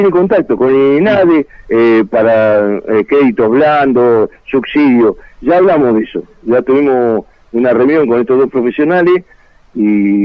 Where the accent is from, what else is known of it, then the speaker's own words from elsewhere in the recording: Rosario, Santa Fe, Argentina; Yo le digo, la mayoría somos todos de Rosario.